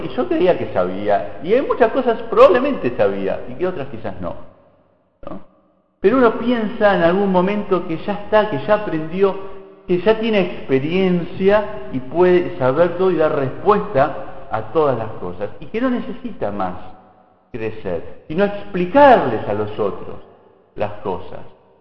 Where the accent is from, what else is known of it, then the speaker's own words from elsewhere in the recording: Argentina; Y nos pasa mucho como argentinos, que podemos dar 500 vueltas por distintas áreas